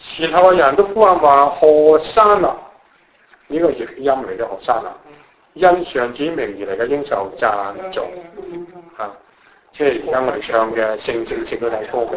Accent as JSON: {"language": "Cantonese", "country": "China", "said": "我哋中國人嘅國個朝代係最輝煌嘅。"}